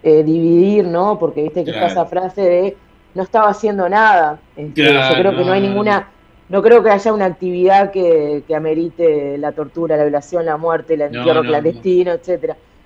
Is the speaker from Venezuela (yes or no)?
no; Uruguay; Nosotros, si bien todavía en Uruguay no lo, como ustedes, como en Argentina, no lo tenemos reconocido como un genocidio